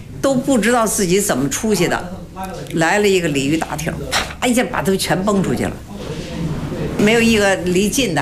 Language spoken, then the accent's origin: Chinese; Baoding, Hebei, China; 因为我们是保定人嘛，也得算属于保定府管。